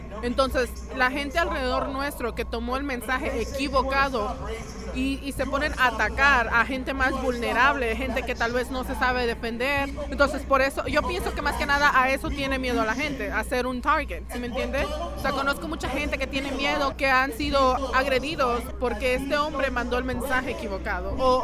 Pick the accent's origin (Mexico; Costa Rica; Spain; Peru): Mexico; nos vemos muy atacados, en especial nosotros siendo mexicanos